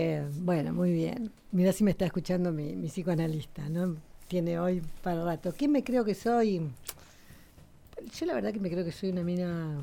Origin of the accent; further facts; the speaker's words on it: Río Turbio, Santa Cruz, Argentina; Mi pueblo en Río Turbio. Yo crecí en Río Turbio, que tiene las minas de carbón